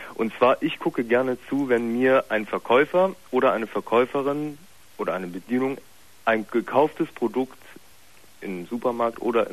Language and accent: German; Germany; ich bin Deutscher. Mein Vater ist Grieche, obwohl er auch schon in Deutschland geboren wurde.